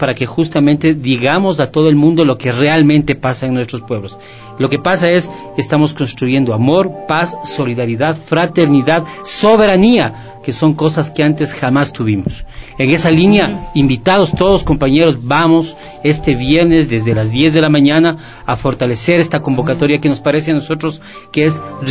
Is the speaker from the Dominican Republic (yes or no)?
no; Ecuador; nuestra postura como ciudadanos ecuatorianos